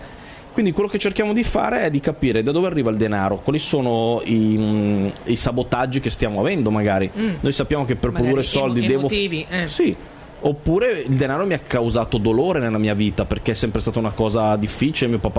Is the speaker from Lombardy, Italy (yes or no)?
yes; Chiavenna, Lombardy, Italy; born there; io sono nato a Chiavenna, in cima a una montagna, da una famiglia modesta